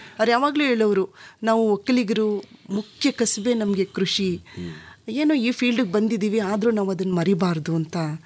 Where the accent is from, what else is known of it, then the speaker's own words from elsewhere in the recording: Ramanagara, Karnataka, India; born there; also born or lived in Mandya; Sir, ಅವರಿಗೆ ರಾಮನಗರದಲ್ಲಿ, ಅದೇ ಊರು ನಮ್ಮ ಹುಟ್ಟೂರಿನಲ್ಲೂ ಇತ್ತು.